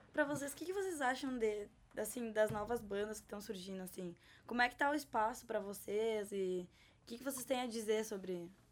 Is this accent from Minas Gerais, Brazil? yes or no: no; Lajeado, Rio Grande do Sul, Brazil; Arroio do Meio, lá perto da minha terra, Lajeado, eu moro de lá.